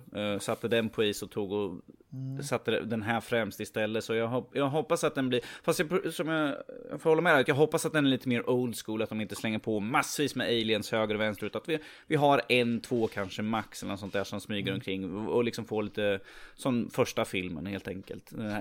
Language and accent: Swedish; Norway; Som norrman så känner jag obligatoriskt att göra det.